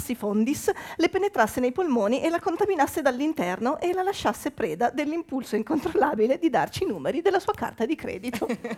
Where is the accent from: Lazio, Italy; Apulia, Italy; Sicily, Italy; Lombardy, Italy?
Lombardy, Italy; Milan; born there; now in Turin, Italy; Io sono mezza milanese, mezza veneta, mezza è impossibile. Comunque sono mezza veneta, mezza emiliana, nata a Milano, trapiantata a Torino, non c'è una vocale che io azzecchi